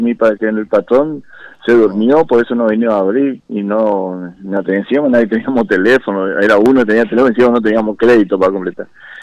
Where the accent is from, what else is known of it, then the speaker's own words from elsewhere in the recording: Chaco, Argentina; nosotros somos acá del Chaco, somos un poquito del interior del Chaco y algunos de Capital